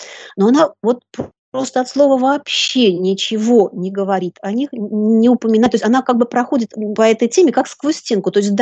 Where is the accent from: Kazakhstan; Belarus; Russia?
Belarus; Я сама из Беларуси, заканчивала Белорусский государственный университет.